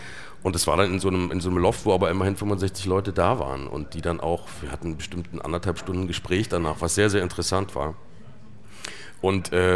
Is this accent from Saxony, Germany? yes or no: yes; Plauen, Saxony, Germany; born there; Also ich bin ja im Süden der DDR geboren, in Plauen.